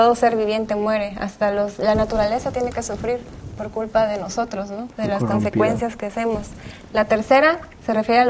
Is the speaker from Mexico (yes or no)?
yes; Veracruz, Mexico; de nosotros, yo soy de Veracruz, que a veces el calor es intenso